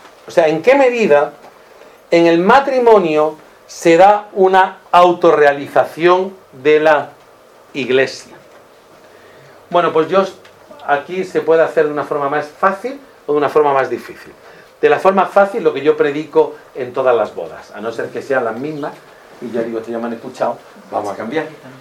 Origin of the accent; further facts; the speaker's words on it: La Zubia, Andalusia, Spain; Hipona sería como la Zubia, que es mi pueblo.